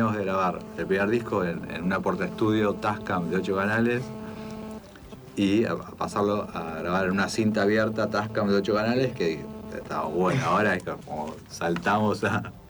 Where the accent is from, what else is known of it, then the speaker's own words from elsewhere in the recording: Monte Grande, Buenos Aires Province, Argentina; yo nací en Monte Grande, vivo, tengo 44 años, vivo de la casa que viví 30 años, vivo ahora a 5 cuadras